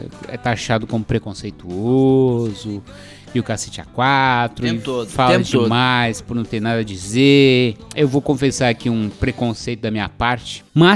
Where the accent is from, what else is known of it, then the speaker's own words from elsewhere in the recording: São Paulo, Brazil; Ah, somos de São Paulo.